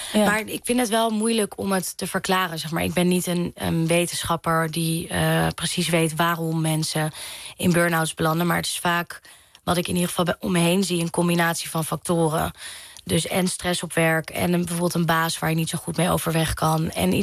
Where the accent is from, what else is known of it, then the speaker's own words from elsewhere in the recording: Amstelveen, North Holland, Netherlands; ik ben opgegroeid in Amstelveen. En ik heb wel op hockey gezeten. En mijn middelbare school zat in Amsterdam-Zuid.